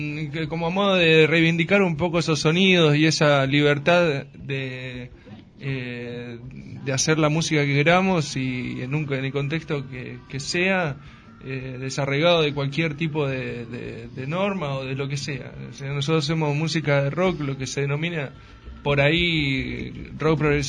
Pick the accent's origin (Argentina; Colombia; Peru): Argentina; La Pampa; Venimos tocando, somos una banda de La Pampa. Nosotros tocamos tres años allá, nos vinimos acá.